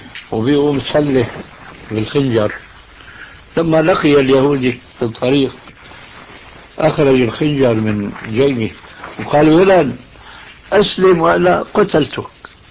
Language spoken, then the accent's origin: Arabic; Syria; يضرب المثل عندنا في سوريا أن رجل كردي يبقى متحمس للإسلام